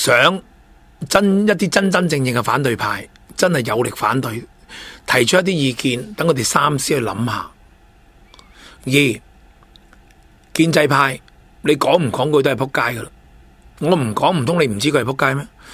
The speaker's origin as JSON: {"language": "Cantonese", "country": "China", "said": "即系我哋中国人叫咩啊？"}